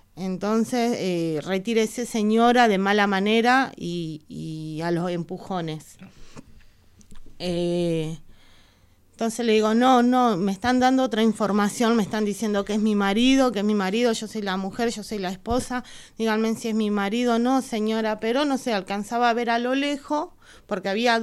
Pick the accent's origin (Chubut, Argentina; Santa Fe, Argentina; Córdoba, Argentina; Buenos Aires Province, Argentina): Buenos Aires Province, Argentina; Punta Lara; vuelvo a la comisaría de Punta Lara, porque nosotros somos de Punta Lara